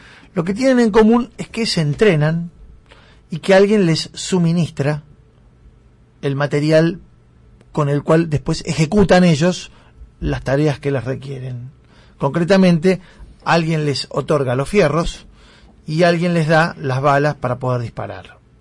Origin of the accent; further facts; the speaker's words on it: Avellaneda, Buenos Aires Province, Argentina; Porque yo soy de Avellaneda, antes que racinguista.